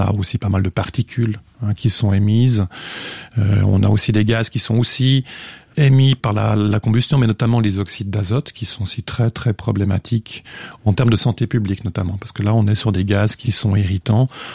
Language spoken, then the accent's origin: French; Switzerland